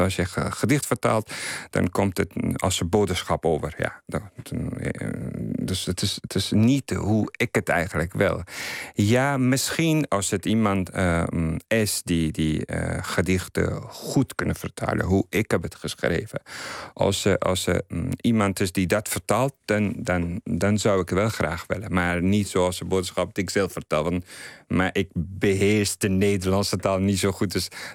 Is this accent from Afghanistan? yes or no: yes; Afghanistan; Dutch is a second language; now in Netherlands; voor mensen daar, ik ben verwisterd. En voor hier, ik ben toch Afghaan.